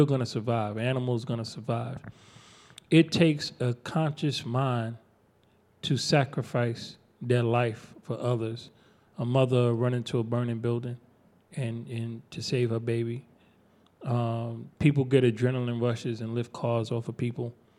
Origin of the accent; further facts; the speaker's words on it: New York, United States; I'm from New York. I know where he's coming from.